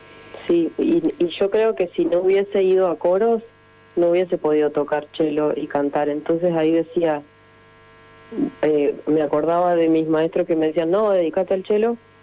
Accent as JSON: {"language": "Spanish", "region": "Neuquén", "country": "Argentina", "tie": "born there", "said": "Mi hermana, la que siguió, y yo nacimos acá en Neuquén."}